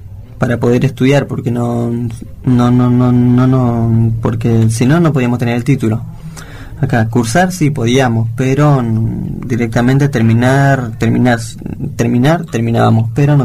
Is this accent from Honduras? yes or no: no; Bolivia; now in Argentina; yo soy boliviano y la verdad estoy orgulloso y también de acá en Argentina, de poder ahora adaptarme, lo que sí me costó mucho.